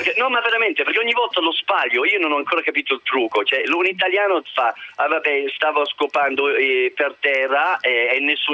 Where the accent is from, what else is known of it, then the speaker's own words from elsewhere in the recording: Birmingham, West Midlands, United Kingdom; Italian is a second language; Ma io dico così, io sono di Birmingham